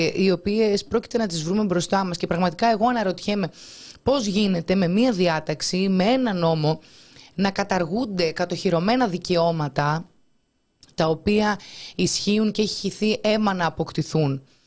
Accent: Crete, Greece; Εμείς είμαστε και από την Κρήτη και αυτά τα πράγματα μας φαίνονται απίστευτα να μπορούμε να πατήσουμε στην άμμο.

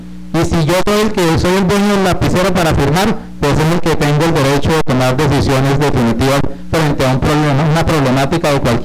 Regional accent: Espinal, Tolima, Colombia; la verdad no somos de Flandes, venimos de una comisión del Espinal. Yo soy vocero de un sector del Espinal

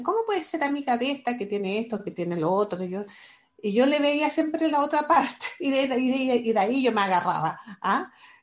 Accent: Chile; soy de aquí, soy de allá, o sea, soy ciudadana del mundo en ese sentido. Es algo que nunca dejé de mantener la conexión con Chile y con mi gente

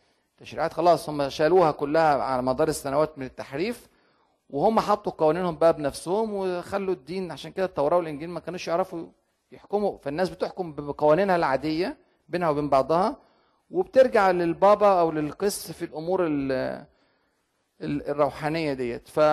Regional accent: Egypt; يعني عندنا في مصر مثلا تجنيد الزامي

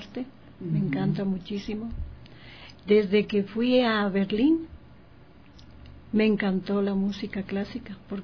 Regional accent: Quito, Pichincha, Ecuador; Yo soy ecuatoriana, de Quito. Yo tuve la suerte de ir a estudiar en Alemania

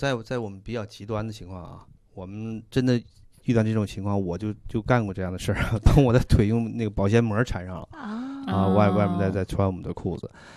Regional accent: China; 我们中国人的古人的智慧什么这个蓑衣和斗笠啊

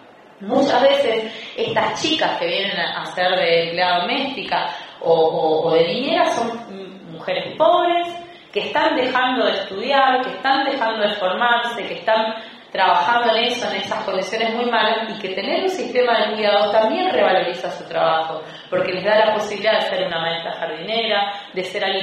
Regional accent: Misiones, Argentina; en donde yo soy de Misiones.

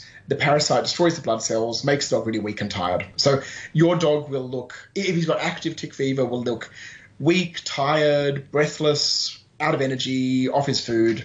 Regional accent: Australia; And myself being Australian

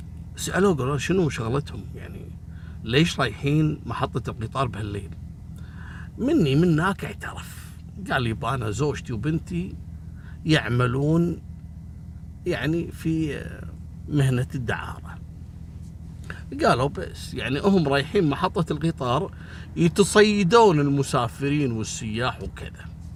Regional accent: Kuwait; هل أهل القرية هذول مثل عندنا في الكويت؟ إحنا هني عندنا مثلا إذا عدت الساعة 12 بالليل واضطريت انك تبي تشتري شيء

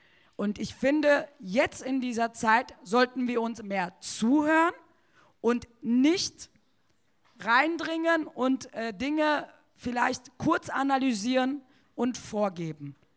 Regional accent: Turkey; now in Germany; Selbstverständlich, wir sind auch aus der Türkei und nicht Türken.

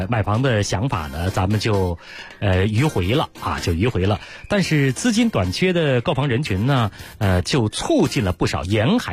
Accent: Beijing, China

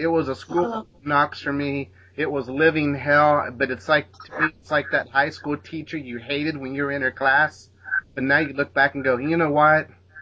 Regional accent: Indianapolis, Indiana, United States; also born or lived in Los Angeles; I grew up here in Indianapolis, in a small town. And I moved out to L.A.

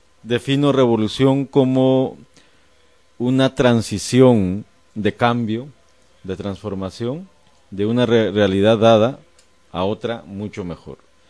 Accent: Guatemala; yo soy como muchos guatemaltecos y guatemaltecas

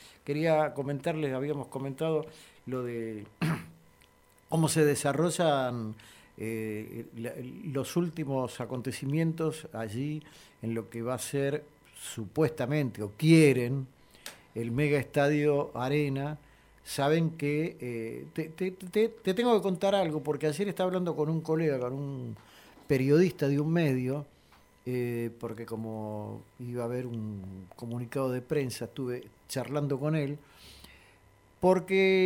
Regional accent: Catalonia, Spain; más allá que soy catalán y que no soy hincha del Barça, pero digo

